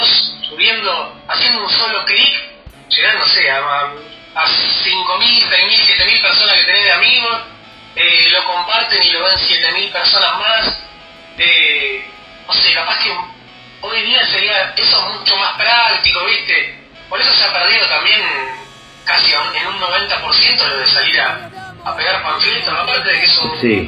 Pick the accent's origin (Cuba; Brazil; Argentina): Argentina; Escobar, Buenos Aires Province; yo soy de Escobar